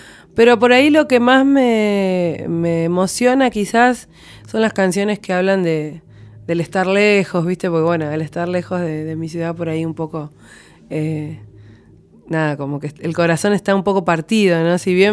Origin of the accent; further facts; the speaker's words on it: Comodoro Rivadavia, Chubut, Argentina; also born or lived in La Plata; now in Buenos Aires, Argentina; Yo soy de Comodoro Rivadavia, de Chubut.